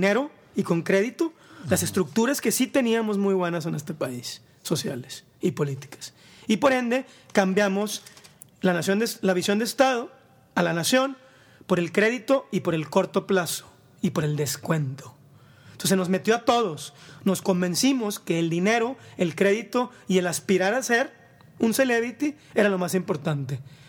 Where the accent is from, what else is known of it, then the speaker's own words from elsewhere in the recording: Mexico; sino con las diferencias que somos como mexicanos.